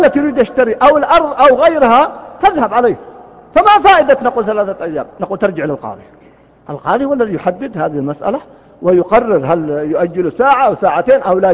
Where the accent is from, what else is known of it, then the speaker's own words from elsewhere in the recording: Riyadh, Riyadh Province, Saudi Arabia; كان يسمى عندنا في الرياض قديما الجفرة في الديرة